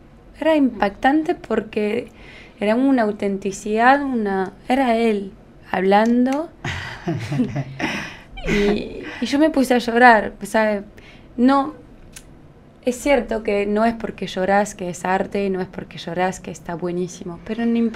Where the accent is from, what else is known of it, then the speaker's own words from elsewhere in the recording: France; Spanish is a second language; Era parte de nuestra cultura, como yo soy francesa, entonces...